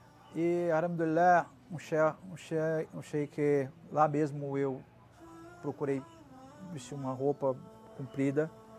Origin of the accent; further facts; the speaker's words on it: Brazil; E eu falei, sou brasileiro.